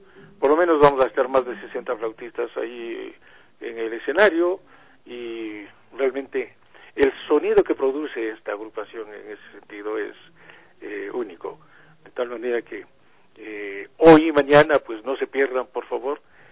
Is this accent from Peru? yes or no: no; Ecuador; y obviamente nosotros como ecuatorianos ya tenemos un número importante de representantes